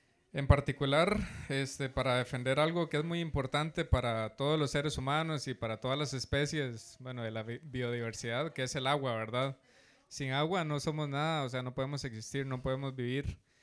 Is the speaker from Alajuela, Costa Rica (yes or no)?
no; Guasimal, Puntarenas, Costa Rica; soy de Guasimal de Punta Arenas